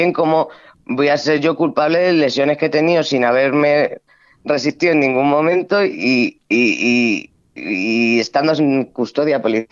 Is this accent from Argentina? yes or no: no; Castilla-La Mancha, Spain; que es que soy manchega